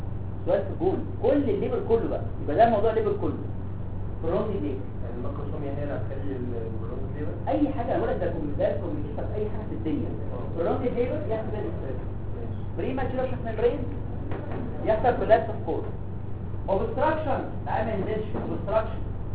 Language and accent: Arabic; Egypt; احنا مصريين